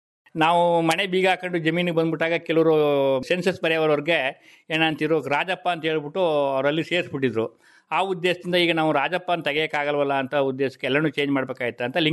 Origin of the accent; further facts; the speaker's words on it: Padugur, Karnataka, India; ನಾವು 9th class ವಿದ್ಯಾಭ್ಯಾಸ ಮಾಡಿವಿ ಸರ್. ನಮ್ಮ ಪಡುಗೂರಿನಲ್ಲೇ ಓದಿ 9th class ವಿದ್ಯಾಭ್ಯಾಸ ಮಾಡಿ ಪಡುಗೂರು ಮುಗಿದ ಮೇಲೆ